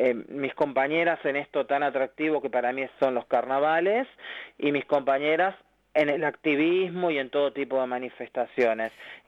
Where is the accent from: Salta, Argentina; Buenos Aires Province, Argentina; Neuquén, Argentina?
Buenos Aires Province, Argentina; La Matanza; Acá yo soy de La Matanza